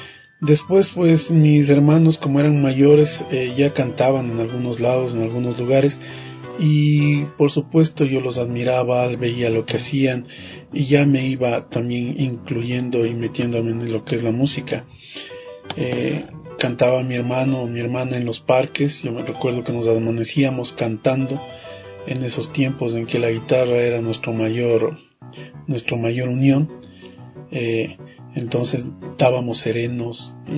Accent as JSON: {"language": "Spanish", "town": "Quito", "region": "Pichincha", "country": "Ecuador", "tie": "born there", "said": "yo nací en Quito y por causas y motivo de trabajo que mi papá era profesor de música en su tierra, en el Ángel Carchi, vinimos a vivir acá."}